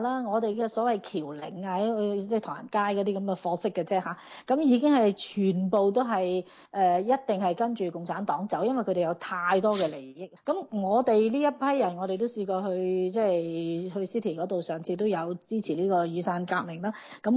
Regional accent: Australia; 我哋澳洲人咧係有三十八個人死咗

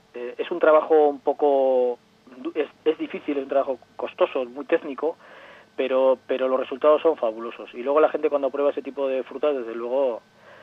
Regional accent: Llodio, Basque Country, Spain; conozco porque yo soy de Llodio, entonces especialmente la zona de Cantábrica Alavesa, la zona de Llodio, bueno, toda la zona del Valle de Ayala

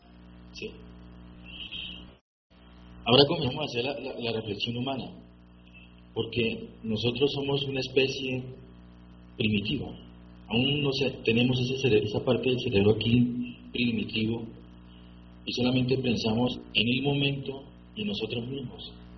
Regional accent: Spain; porque yo soy de España, ¿no?

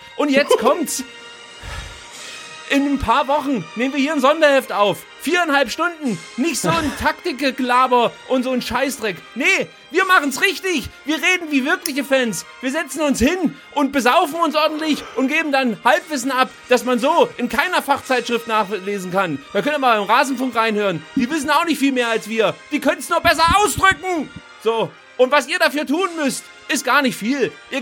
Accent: East Germany, Germany; ich fühle mich ja im Herzen immer noch als Ossi.

